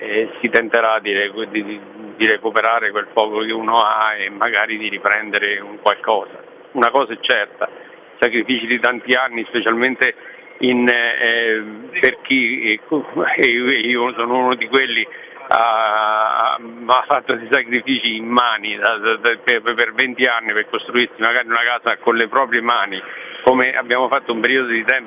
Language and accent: Italian; Abruzzo, Italy; noi siamo abruzzesi ma siamo abbastanza tosti, nel senso che sappiamo benissimo che la nostra terra è la nostra terra